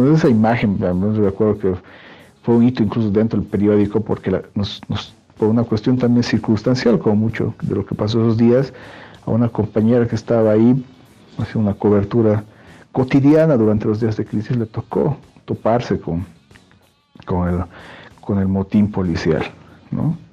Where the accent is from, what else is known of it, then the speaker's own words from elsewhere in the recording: Bolivia; me interesa como boliviano